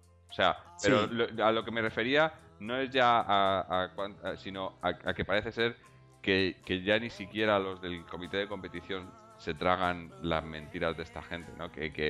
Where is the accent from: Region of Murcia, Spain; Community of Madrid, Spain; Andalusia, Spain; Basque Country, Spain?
Community of Madrid, Spain; Madrid; aquí en casa yo soy de Madrid, mi mujer es de Zaragoza.